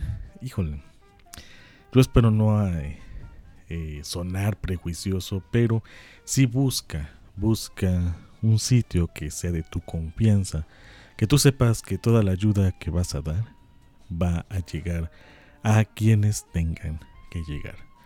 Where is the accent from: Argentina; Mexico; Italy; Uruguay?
Mexico; nos tenemos que acordar que somos mexicanos